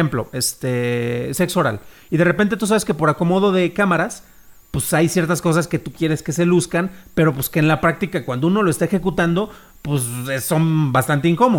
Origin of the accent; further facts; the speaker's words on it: Morelia, Michoacán, Mexico; también es de Morelia